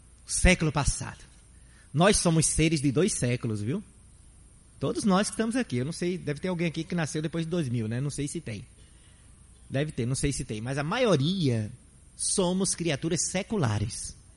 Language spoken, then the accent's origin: Portuguese; Cabo de Santo Agostinho, Pernambuco, Brazil; Eu sou da cidade do Cabo de Santo Agostinho, que fica hoje a simplesmente 20 minutos com o trânsito tranquilo num dia de domingo.